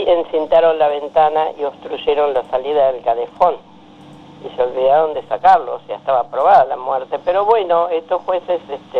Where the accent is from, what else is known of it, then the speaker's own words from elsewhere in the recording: Misiones, Argentina; vengo de la selva de Misiones, que casi me come una anaconda de 10 metros cuando tenía 8 años